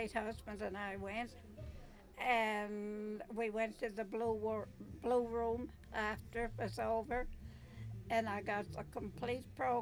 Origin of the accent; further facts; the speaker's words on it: Charlottetown, Prince Edward Island, Canada; now in Marshfield, Canada; Originally from Charlottetown.